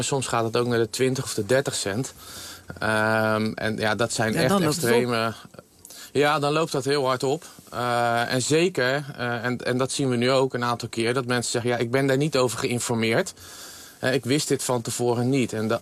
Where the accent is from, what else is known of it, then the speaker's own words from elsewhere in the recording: Netherlands; En daar zijn we als Nederlanders niet aan gewend.